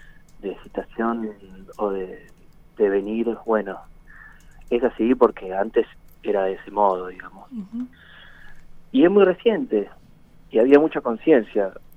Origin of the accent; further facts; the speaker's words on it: Bariloche, Río Negro, Argentina; moved away as an adult; desde que me fui a estudiar cine a La Plata, que salí de ahí de Bari y me vine acá.